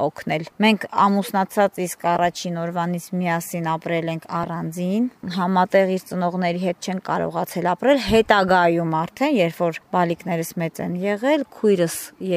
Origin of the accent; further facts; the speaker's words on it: Yerevan, Armenia; now in Kashatagh; Ծնողներս Երևանում են ապրում, ես ինքս Երևանից եմ եղել, այնտեղ եմ ապրել, հետո տեղափոխվել եմ Քաշաթաղ։